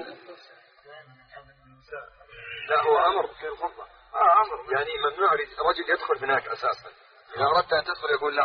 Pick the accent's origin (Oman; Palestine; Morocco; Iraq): Palestine; Ramallah and al-Bireh Governorate; ونحن من قضاء رام الله